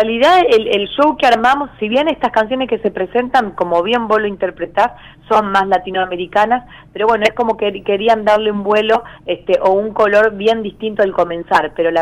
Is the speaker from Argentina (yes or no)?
yes; Arequito, Santa Fe, Argentina; cuando era chica acá en Arequito, de lo que significa vivir en un pueblo o en una localidad muy chica